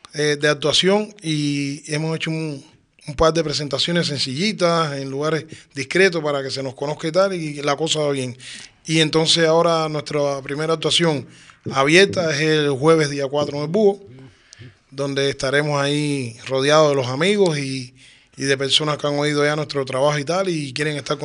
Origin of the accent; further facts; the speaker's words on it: Cuba; moved away; Antes yo recuerdo, yo llevo, soy cubano, pero ya llevo 11 años aquí.